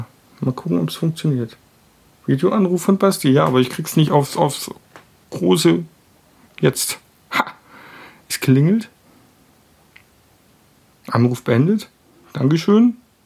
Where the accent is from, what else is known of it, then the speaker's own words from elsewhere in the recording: Germany; Und als Deutscher kenne ich natürlich auch den Film Frozen